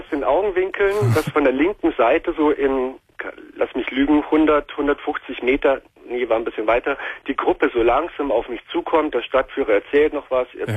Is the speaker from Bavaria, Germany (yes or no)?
yes; Munich, Bavaria, Germany; Und ich spiele derzeit in meiner Heimatstadt, also in Bayern, in München